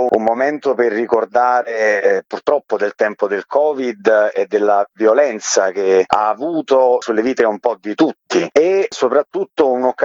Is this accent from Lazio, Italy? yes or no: no; Salerno, Campania, Italy; io sono originario di Salerno